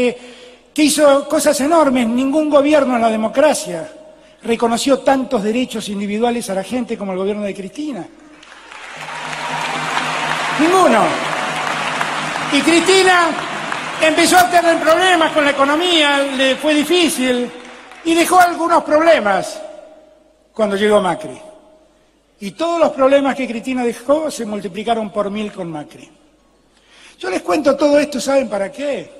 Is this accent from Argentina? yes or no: yes; Argentina; Siempre nos levantamos. Somos la Argentina. Vamos a levantarnos una vez más.